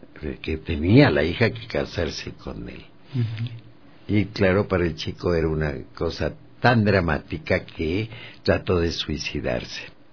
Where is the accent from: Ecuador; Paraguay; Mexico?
Ecuador; Baños de Agua Santa, Tungurahua; Yo nací en Baños de Agua Santa y cuando ese lugar tenía 2,000 habitantes, ¿no? No, cuando nací tenía 1,000.